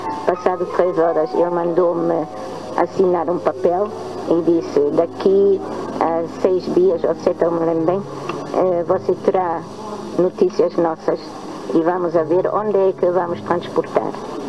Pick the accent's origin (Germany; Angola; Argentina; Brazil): Germany; moved away as an adult; now in Portugal; Eu nasci na Alemanha, numa aldeiazinha com 200 habitantes. Convivi muito com animais, natureza, etc.